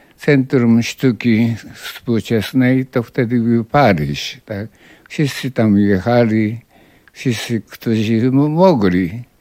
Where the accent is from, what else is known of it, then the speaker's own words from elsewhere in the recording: Japan; Polish is a second language; moved away as an adult; now in Poland; Ja się wychowałem w Japonii i do 24 roku życia studiowałem w Japonii. No i później przyjechałem do Polski i takie te dwie tradycje u mnie się mieszają. W 59 roku, tak.